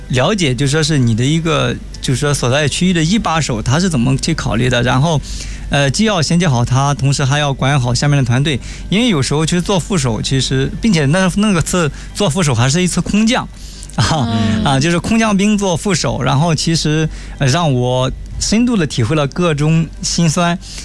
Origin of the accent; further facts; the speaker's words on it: Shandong, China; moved away as an adult; now in Beijing, China; 然后呢尤其他当我从山东来到了北京然后做总裁助理的时候